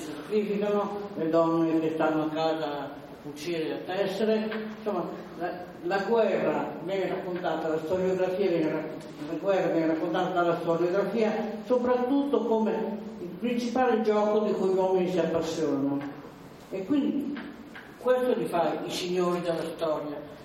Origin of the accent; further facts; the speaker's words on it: Piedmont, Italy; born there; Io sono piemontese di nascita, in Piemonte rispetto all'autorità considerevo il pezzo della cultura anche popolare.